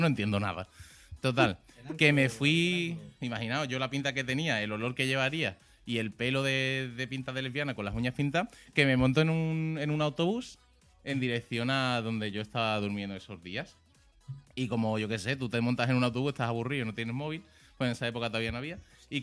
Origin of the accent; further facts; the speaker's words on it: Valencia, Valencian Community, Spain; Bueno, claro, ten en cuenta que yo me crié en Valencia.